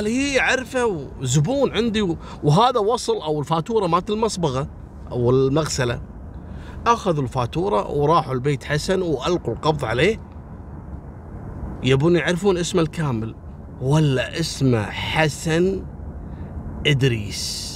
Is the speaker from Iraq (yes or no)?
no; Kuwait; احنا نسميها مصبغة عندنا في الكويت